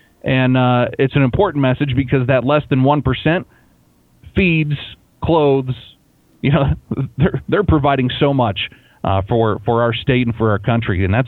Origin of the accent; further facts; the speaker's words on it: United States; growing up in Cass County, I had the opportunity to meet with a lot of farmers